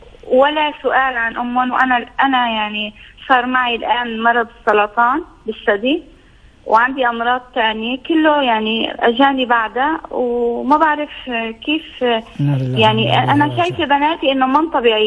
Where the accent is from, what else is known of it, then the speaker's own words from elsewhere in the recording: Syria; now in Italy; أنا أصلي سوري، امرأة عايشة بإيطاليا فلي زمان كتير، وعندي بنتين